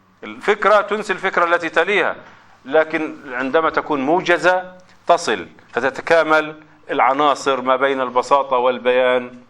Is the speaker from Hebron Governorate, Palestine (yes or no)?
no; Gaza, Gaza Strip, Palestine; إذا كان هنالك انقطاع كما عندنا في غزة